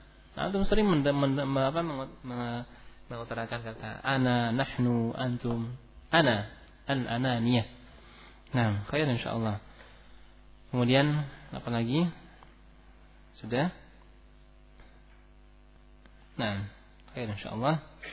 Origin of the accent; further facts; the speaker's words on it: West Java, Indonesia; Nah, sama, saya juga Sunda.